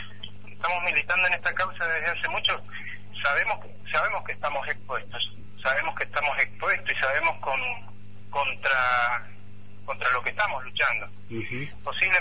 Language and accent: Spanish; Mendoza, Argentina; acá en General Alvear, específicamente, para que se ubiquen, nosotros estamos a 330 kilómetros de la ciudad capital, al sur, o sea que nosotros somos los mendocinos más vecinos de ustedes.